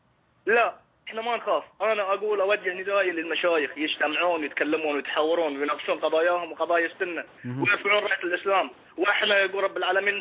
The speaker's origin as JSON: {"language": "Arabic", "country": "Bahrain", "said": "يا اخي انا مظلوم، انا انسان بحريني، انا مظلوم"}